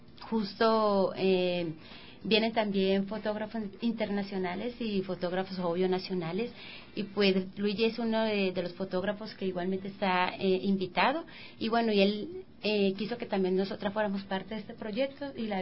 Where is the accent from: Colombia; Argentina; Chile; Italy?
Colombia; Cali, Valle del Cauca; Yo soy de Cali.